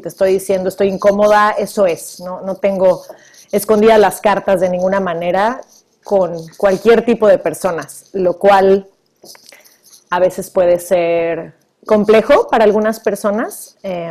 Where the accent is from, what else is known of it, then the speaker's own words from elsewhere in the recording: Mexico; now in Vancouver, Canada; soy originaria de México, pero actualmente vivo en Vancouver, Canadá.